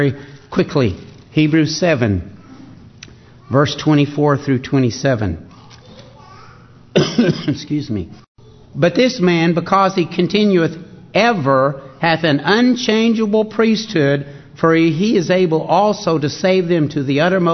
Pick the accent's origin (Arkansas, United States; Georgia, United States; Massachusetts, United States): Arkansas, United States; He wants us to just take a gander, if you please, is the way that I grew up hearing it in Arkansas.